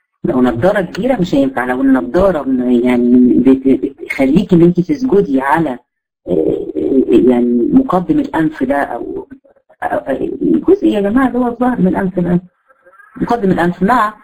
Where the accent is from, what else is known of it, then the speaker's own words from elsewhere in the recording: Egypt; او اللي عندنا في مصر الصعايده